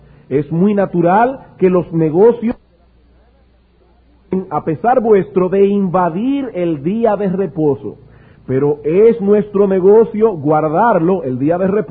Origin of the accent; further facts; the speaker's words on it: Dominican Republic; para el beneficio de todos nosotros como dominicanos